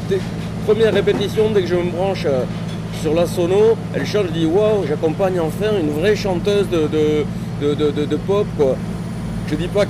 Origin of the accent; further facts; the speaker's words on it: Biarritz, Nouvelle-Aquitaine, France; now in Paris, France; Non, moi je viens de Biarritz.